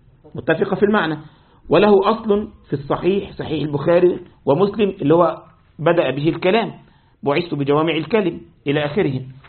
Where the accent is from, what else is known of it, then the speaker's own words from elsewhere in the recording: Egypt; زي ما احنا بعض الأشرب عندنا في مصر وفي الشام يسموها بوظة.